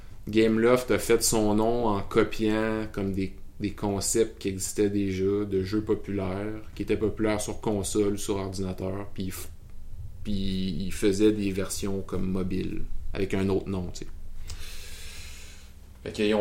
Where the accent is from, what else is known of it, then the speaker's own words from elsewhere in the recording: Quebec, Canada; accent: Quebec; Ben déjà, il y a pas assez de monde au Québec, là. Puis notre accent s'exporte pas très bien.